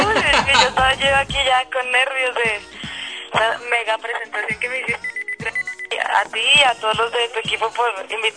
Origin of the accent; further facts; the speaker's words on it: Bogotá, Colombia; yo soy aquí de Bogotá, nací en Bogotá, aunque tengo sangre española, mi papá es español